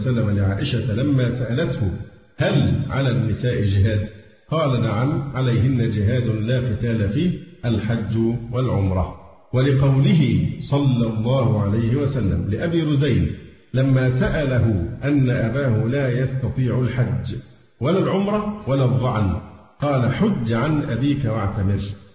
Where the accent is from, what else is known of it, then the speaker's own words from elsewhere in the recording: Egypt; فحتى الآن حالات عندنا في مصر والله الحمد طيبة جدا.